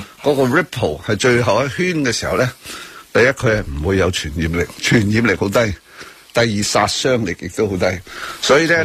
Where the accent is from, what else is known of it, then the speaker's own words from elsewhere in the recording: Hong Kong; 今次呢我想我们香港人真的值得俾掌声自己